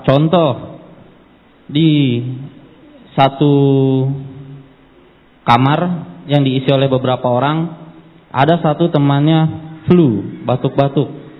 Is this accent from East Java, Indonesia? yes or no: yes; Surabaya, East Java, Indonesia; born there; Saya lahir di Surabaya.